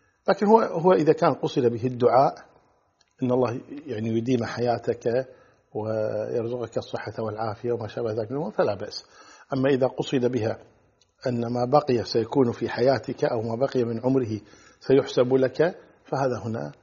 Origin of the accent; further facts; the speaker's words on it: Kuwait; وحنا عندنا في الكويت نقول البقى براسك